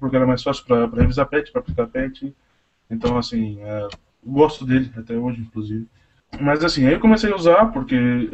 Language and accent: Portuguese; Tatuí, São Paulo, Brazil; eu sou de Tatuí, né?